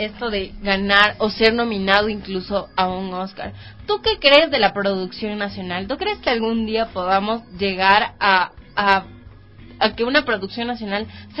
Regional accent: Ibarra, Imbabura, Ecuador; porque yo crecí en mi infancia entera, fue como en Ibarra

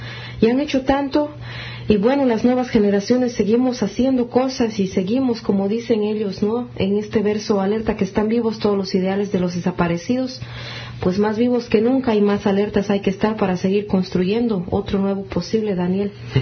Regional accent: Cochabamba, Bolivia; vengo de Cochabamba, Bolivia

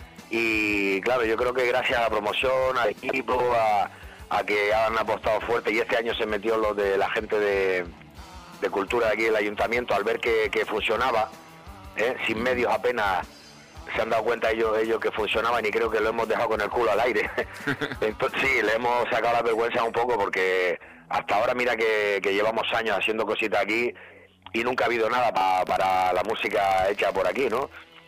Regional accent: Canary Islands, Spain; Canarios somos, pero somos canarios de mala leche.

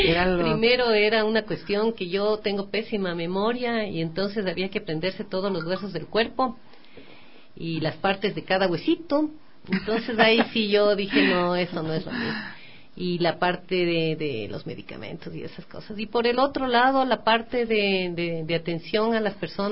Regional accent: Quito, Pichincha, Ecuador; born there; Bueno, yo nací en Quito. Mi padre es quiteño, mi madre es mochana, o sea, de la provincia de Tungurahua, de ahí del pie del Carihuairazo y del Chimborazo.

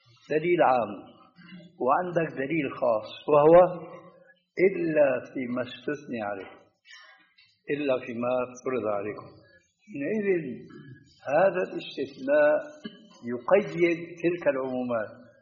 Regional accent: Syria; كما يقولون عندنا في الشام بدنا نصطح

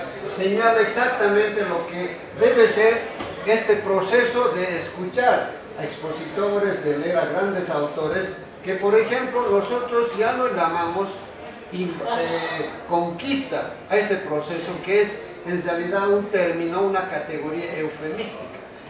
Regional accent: Bolivia; desde el punto de vista de un compatriota boliviano, el que venga a explicar algo de lo que se produce en mi país, pero en mi país no solamente es el vicepresidente

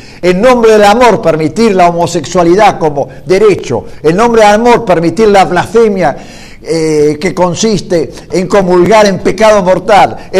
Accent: Argentina; Como argentino, como padre de familia católico

